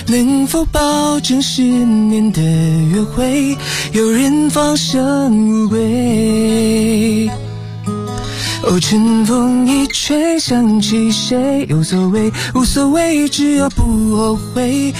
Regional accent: Beijing, China; 我是北京人。

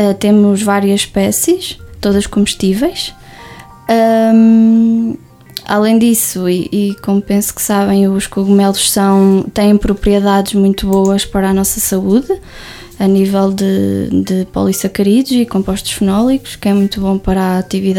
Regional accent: Lagares da Beira, Coimbra, Portugal; não achava que seria possível eu voltar a Lagares da Beira logo após terminar o curso. Pensei que ia parar a outra cidade, não voltar à minha terra natal.

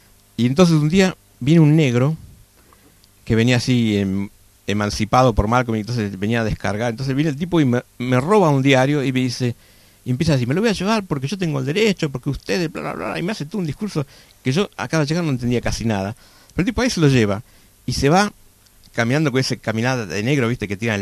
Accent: Buenos Aires, Argentina; Yo me acuerdo cuando era chico, vivía en Belgrano

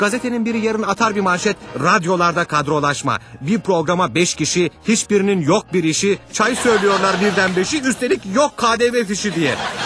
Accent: Konya, Turkey; Konyalıyım.

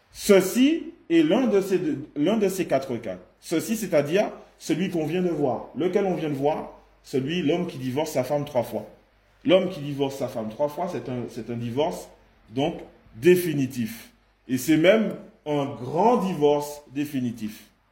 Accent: Martinique; Exemple, chez nous en Martinique, certains historiens ils disent

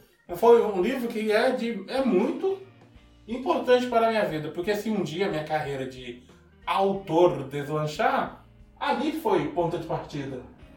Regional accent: Northeast Region, Brazil; Eu sou do Nordeste. E, infelizmente, na onde eu morava, o estudo era muito, muito precário.

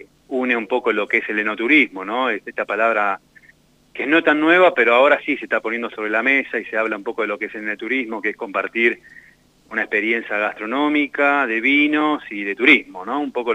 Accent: Mendoza, Argentina; moved away; Yo vengo de Mendoza, de la tierra también del vino

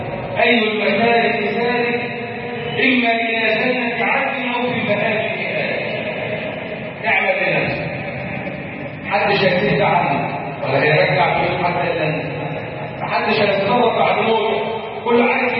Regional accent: Egypt; واحفظ بلدنا مصر

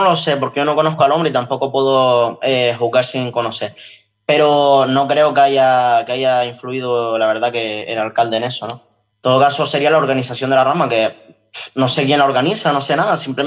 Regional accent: Canary Islands, Spain; el Frente Patriótico Canario se llama así porque somos patrióticos y somos canarios

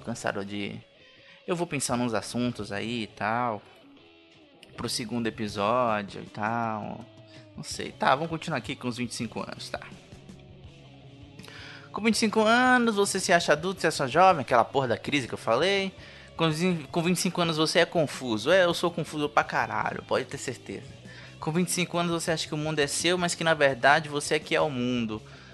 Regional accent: Bahia, Brazil; accent: Bahian; desculpa o sotaque de baiano também, né? Eu sou baiano, eu tenho vergonha de ser baiano.

